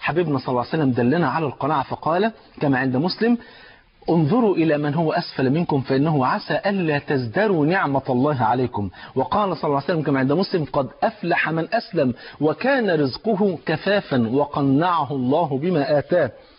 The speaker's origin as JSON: {"language": "Arabic", "country": "Egypt", "said": "زي ما بيقولوا في المثل المصري عندنا في مصر يقولوا ايه"}